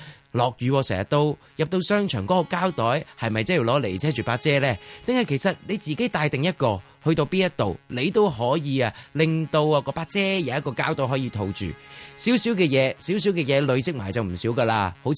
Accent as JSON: {"language": "Cantonese", "country": "Hong Kong", "said": "作为一个香港人"}